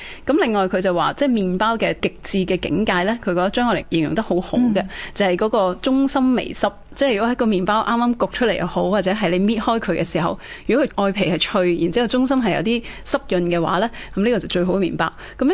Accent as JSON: {"language": "Cantonese", "country": "Hong Kong", "said": "好懂得去捕捉我哋香港人共有嘅一啲经验嘅"}